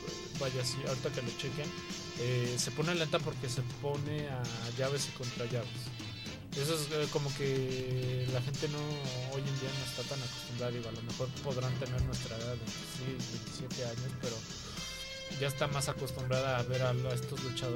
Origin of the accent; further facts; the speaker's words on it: Mexico; Sí, tristemente para él y para nosotros como mexicanos.